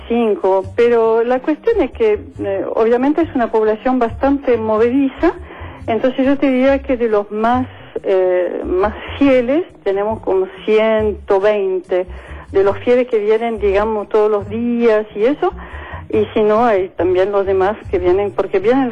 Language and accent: Spanish; France; Spanish is a second language; now in Argentina; Yo soy francesa.